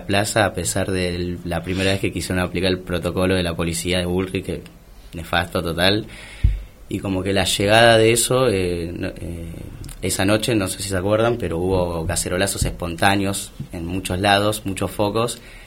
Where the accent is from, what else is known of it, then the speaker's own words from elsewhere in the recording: Buenos Aires, Argentina; a mí que particularmente soy de Mataderos y creo que en el barrio de Mataderos hay mucho sentido de pertenencia hacia el barrio